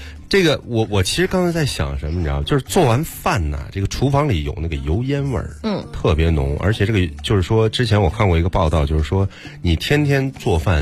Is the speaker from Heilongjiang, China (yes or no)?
no; Henan, China; 因为我是河南人嘛